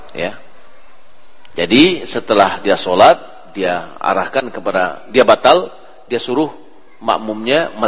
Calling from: Ampek Angkek, West Sumatra, Indonesia; Assalamualaikum Buya, saya dari Ampe Angke.

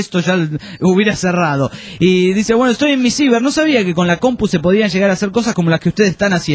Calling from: Aguascalientes, Mexico; Soy de Aguascalientes, México.

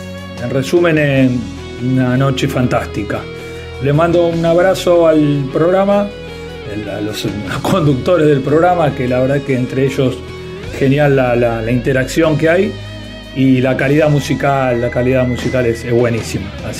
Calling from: Monte Castro, Buenos Aires, Argentina; de Monte Castro

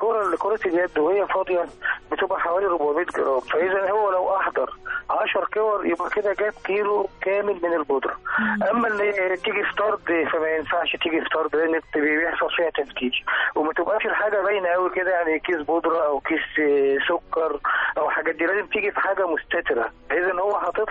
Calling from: Hadayek Helwan, Cairo Governorate, Egypt; اول مره من حدائق حلوان.

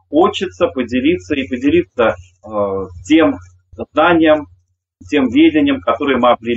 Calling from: Mozhaysk, Moscow Oblast, Russia; Я вещаю вам из Можая, даже из Можайского района, из самых истоков Москвы-реки, где мы существуем как этнокультурный центр «Колосвет», такое старейшее эко-поселение с начала 80-х годов.

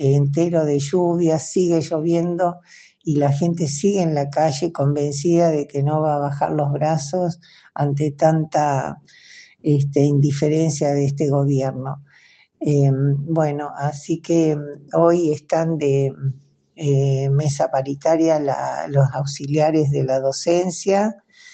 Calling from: Chubut, Argentina; de Chubut, Patagonia, Argentina

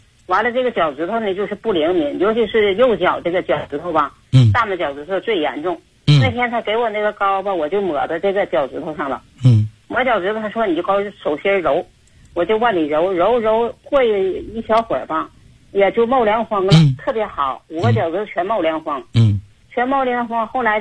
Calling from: Harbin, Heilongjiang, China; 我是哈尔滨的

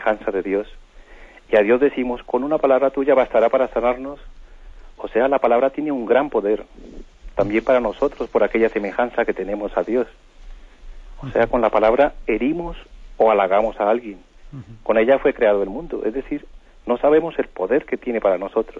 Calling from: Palafrugell, Catalonia, Spain; de Parafruyel en Girona.

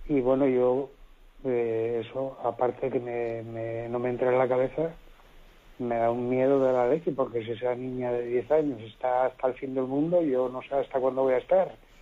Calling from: Asturias, Spain; de Asturias.

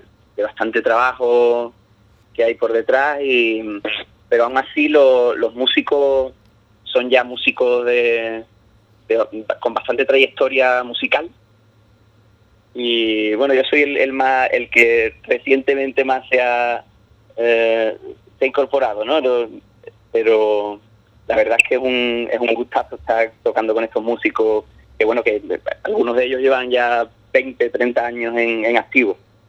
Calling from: Jerez de la Frontera, Andalusia, Spain; la base, digamos, del grupo está aquí en Jerez, desde donde te llamo.

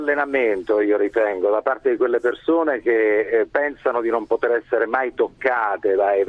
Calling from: Calabria, Italy; Sì, dalle mie parti, io chiamo dalla Calabria, si dice, e lo dico in dialetto

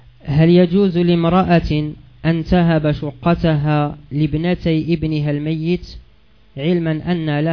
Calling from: Morocco; عندنا بالمغرب ظاهرة وهي انتشار تميمة على شكل يد وخمسة أصابع تسمى الخميسة

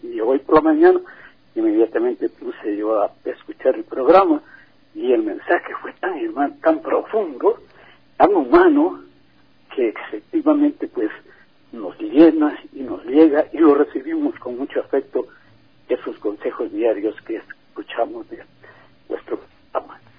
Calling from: Ecuador; moved away; yo vivo en Estados Unidos y también nunca me he olvidado de mi tierra ecuatoriana. Y hace muchos años que vivo por allá

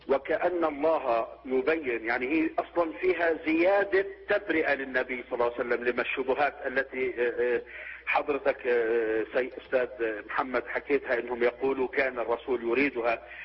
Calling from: Jordan; يعني أنا أتكلم من الأردن.

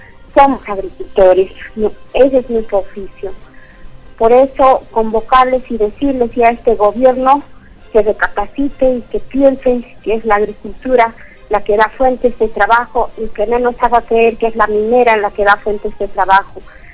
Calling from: Arequipa, Peru; de Arequipa.

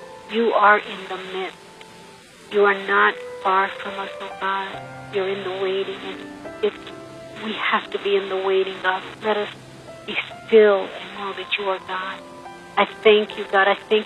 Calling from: New York City, New York, United States; from New York City. I just wanted to just let you know that I'm praying for you all. … from New York.

